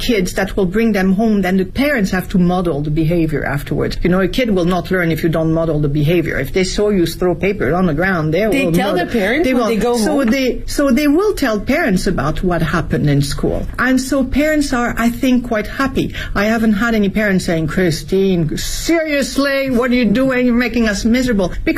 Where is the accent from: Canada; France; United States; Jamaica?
France; English is a second language; now in Beijing, China; My environment, as I was growing up in France, we never would have questioned it.